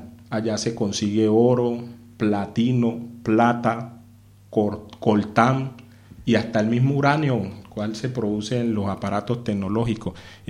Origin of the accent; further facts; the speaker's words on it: Quibdó, Chocó, Colombia; Yo soy del departamento del Chocó, de Quibdó.